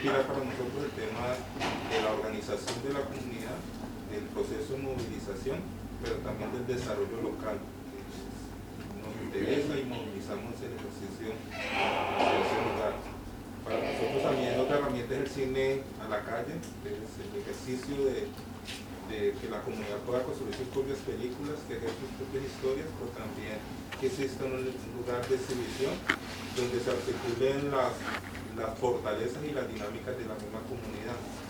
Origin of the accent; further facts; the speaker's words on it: Cali, Valle del Cauca, Colombia; yo vengo de Cali, Colombia.